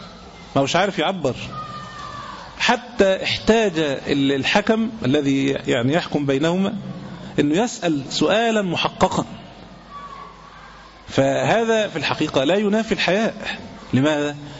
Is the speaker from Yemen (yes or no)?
no; Egypt; لكن لو سألتني أنا مثلا كمصري أنا لا أكل